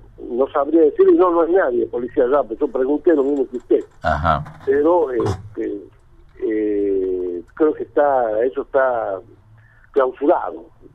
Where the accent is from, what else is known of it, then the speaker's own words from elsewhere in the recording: Tartagal, Salta, Argentina; Yo también soy del mismo pueblo, somos de Tartagal